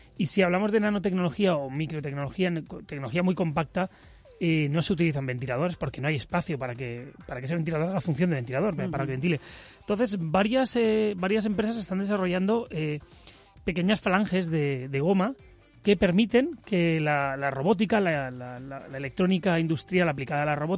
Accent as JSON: {"language": "Spanish", "town": "Bilbao", "region": "Basque Country", "country": "Spain", "said": "Yo más, que soy de Bilbao."}